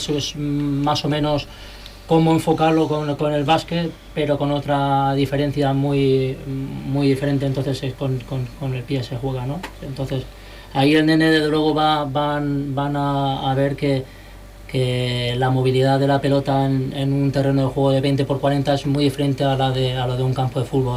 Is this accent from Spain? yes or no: yes; Cieza, Region of Murcia, Spain; born there; Además, nacido en donde nací yo, en Cieza, Murcia.